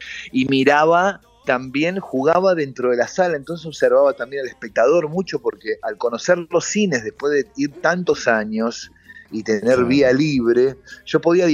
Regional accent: Buenos Aires, Argentina; por lo menos en Capital, que es de donde yo soy

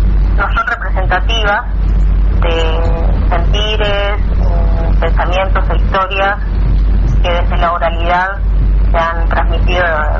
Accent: Argentina; de nuestro propio pensamiento nacional como argentinos

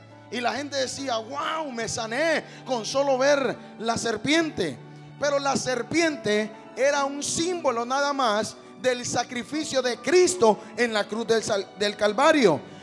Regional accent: Honduras; Bueno, es que yo soy de Honduras, con razón no me lo entiende, ¿verdad?

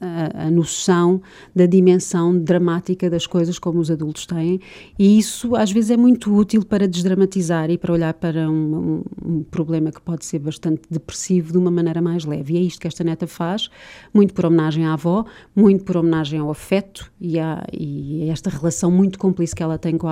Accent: Coimbra, Centro, Portugal; nem eu, nem o António Leal somos originários da região. Eu sou natural de Coimbra

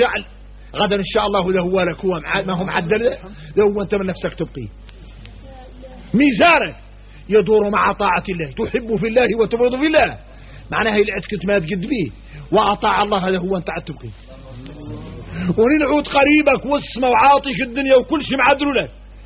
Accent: Mauritania; احنا موريتاني نعرفوا شكل من النفاق

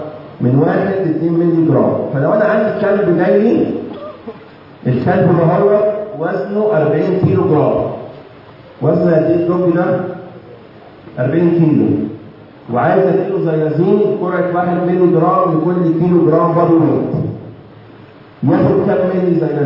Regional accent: Egypt; اللي موجود عندنا في مصر ده تركيزه 2%

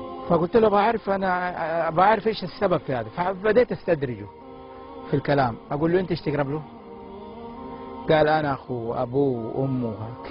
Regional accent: Saudi Arabia; المقابر في عندنا في السعودية كما تشاهد

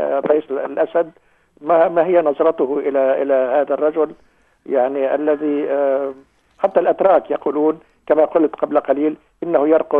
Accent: Beqaa, Lebanon; لأننا نحن يعني منذ طفولتنا نذهب بالقطار من قريتنا إلى دمشق عبر هذا الخط. حتى أنه أنا أتمنى أن تزوري قريتي ومنزلي. يعني منزلي تقريبا في البقاع يعتبر امتداد لوادي بردة.

